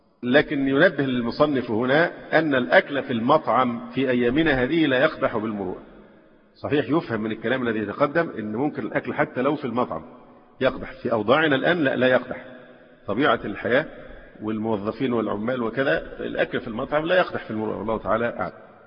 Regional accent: Alexandria, Alexandria Governorate, Egypt; مثلا عندنا في الإسكندرية، يمكن مش موجودة في أماكن تانية

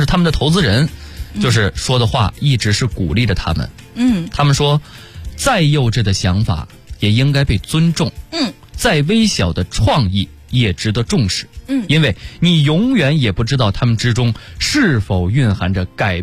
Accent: Baoding, Hebei, China; 因为我是保定人

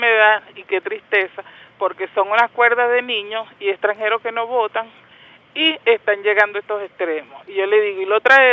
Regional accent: Chacao, Miranda, Venezuela; soy de Chacao, se lo dije, soy de Chacao.

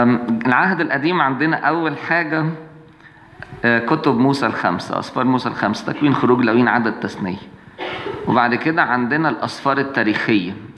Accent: Egypt; عشان يضايقونا احنا كمصريين

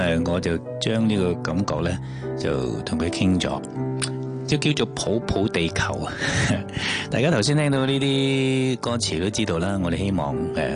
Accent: Hong Kong; 希望咧，即系我哋香港人咧，即系自己都同头先嗰个意念一样啦，保护翻我哋香港嘅所有，所有嘅郊野公园

